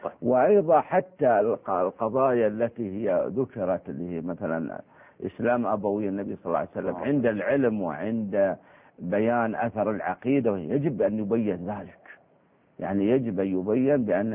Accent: Saudi Arabia; يعني عندنا في السعودية الخادمة ما لها قدر واحد

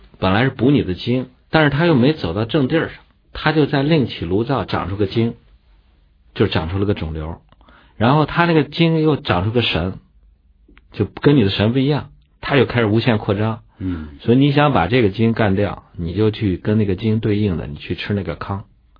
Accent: Shanxi, China; 我说我们老家山西的小米，广陵的小米最有名。

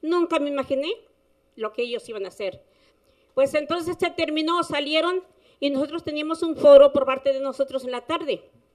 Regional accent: Temaca, Jalisco, Mexico; somos de Temaca, quieren matar al pueblo y tenemos el derecho de estar aquí

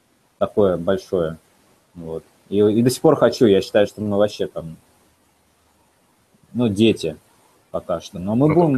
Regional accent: Moscow Oblast, Russia; В университет я поступил из Подмосковья

